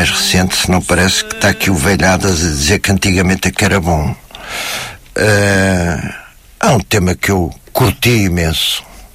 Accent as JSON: {"language": "Portuguese", "town": "Porto", "region": "Norte", "country": "Portugal", "tie": "born or raised there", "said": "no grupo de amigos que tínhamos no Porto, onde eu cresci"}